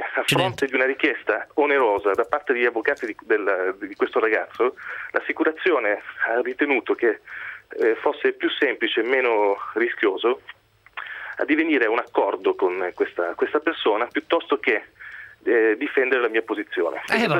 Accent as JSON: {"language": "Italian", "region": "Calabria", "country": "Italy", "said": "Io sono calabrese"}